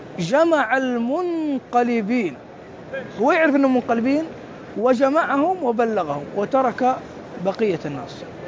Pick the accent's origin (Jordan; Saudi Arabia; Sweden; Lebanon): Saudi Arabia; Mecca, Makkah Province; أنا ابن مكة وأعرف.